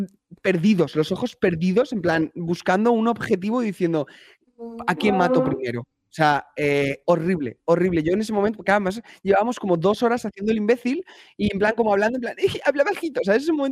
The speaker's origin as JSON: {"language": "Spanish", "country": "United States", "tie": "born there", "said": "Yo como nací en Estados Unidos, yo mantengo la doble nacionalidad."}